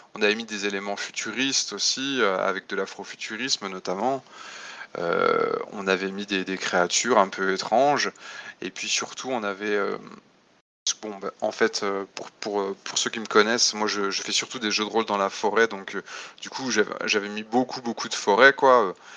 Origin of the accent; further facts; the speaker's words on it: France; moi je suis français et je suis auteur de jeux de rôle